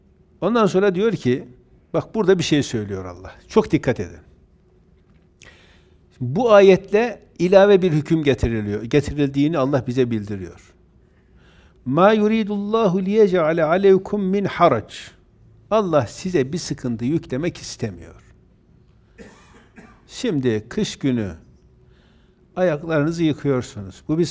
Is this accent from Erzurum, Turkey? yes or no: yes; Erzurum, Turkey; Öncekinde normal elbiseyle biz Erzurumluyuz bir şey olmaz diye gittik.